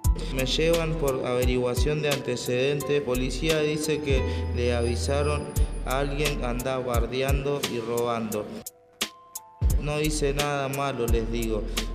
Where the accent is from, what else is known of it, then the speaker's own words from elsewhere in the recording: Lomas de Zamora, Buenos Aires Province, Argentina; de Barrio Zona Sur, provincia Loma de Zamora.